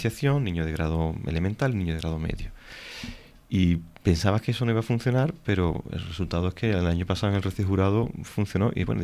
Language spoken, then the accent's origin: Spanish; Sanlúcar la Mayor, Andalusia, Spain; Yo me tengo que volver a mi tierra, Sanlúcar la Mayor, yo soy sanluqueño